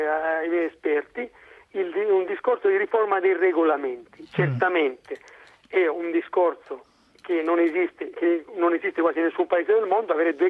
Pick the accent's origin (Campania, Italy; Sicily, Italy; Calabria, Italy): Calabria, Italy; capolista in Calabria, nella mia terra